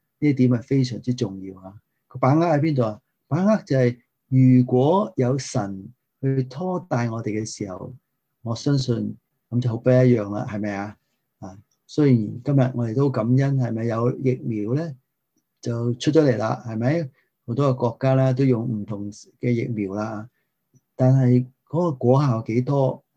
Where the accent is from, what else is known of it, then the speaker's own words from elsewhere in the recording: Guangdong, China; 我哋广东人有一句系咩？